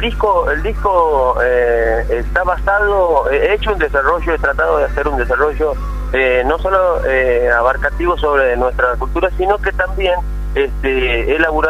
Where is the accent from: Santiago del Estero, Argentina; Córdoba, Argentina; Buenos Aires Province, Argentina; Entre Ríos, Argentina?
Santiago del Estero, Argentina; En Santiago del Estero, en Capital.